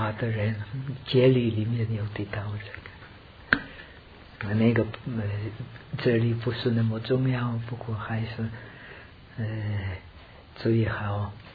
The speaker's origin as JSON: {"language": "Chinese", "country": "India", "second_language": "Chinese", "said": "我是从印度来的，"}